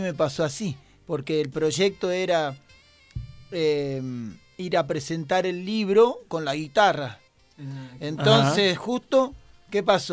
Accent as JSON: {"language": "Spanish", "town": "Armstrong", "region": "Santa Fe", "country": "Argentina", "tie": "born or raised there", "said": "vez lo estaba presentando en mi pueblo, en Armstrong"}